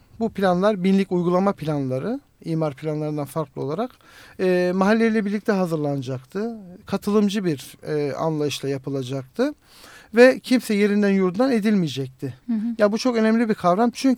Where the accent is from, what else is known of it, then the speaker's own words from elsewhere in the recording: Istanbul, Turkey; aslında birçok mahallelerde ta 50'lerden 60'lardan göç süreciyle geldik ama biz artık 2. kuşak, 3. kuşak olarak İstanbulluyuz. Ve artık kendimizi İstanbullu sayıyoruz.